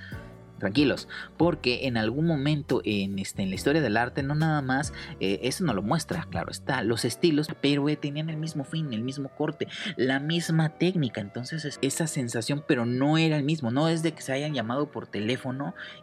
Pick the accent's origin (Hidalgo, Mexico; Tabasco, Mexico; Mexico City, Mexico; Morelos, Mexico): Morelos, Mexico; Cuernavaca; Por ahí también todos los que somos de Cuernavaca, ahí llegábamos